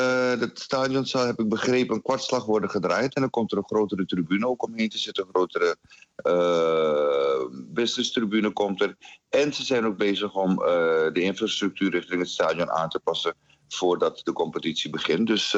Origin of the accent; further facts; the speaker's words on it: Almere, Flevoland, Netherlands; Ja, als Almeerder kom je er niet onderuit. Ik bedoel, het is zo prachtig dat onze kleine stad, onze jonge stad, dit gepresteerd heeft